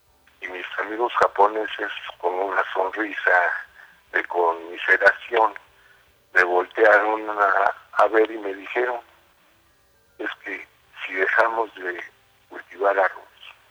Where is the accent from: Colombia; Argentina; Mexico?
Mexico; Si queremos seguir siendo mexicanos, tendremos que defender la cultura.